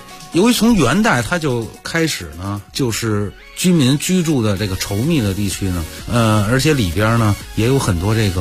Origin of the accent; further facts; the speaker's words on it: Beijing, China; accent: Beijing; 咱们北京话呢都好吞音是吧？